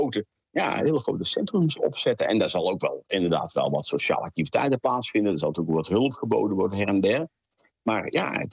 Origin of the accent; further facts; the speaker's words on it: North Brabant, Netherlands; Ja, ik kom uit de katholieke omgeving, ik kom uit Brabant. Dat kun je denk ik wel horen aan mijn tongval.